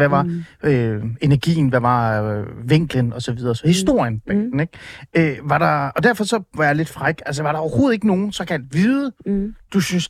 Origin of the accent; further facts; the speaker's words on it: Ålsgård, Capital Region of Denmark, Denmark; Jeg tror jeg voksede op i Ålsgård, Nordsjælland.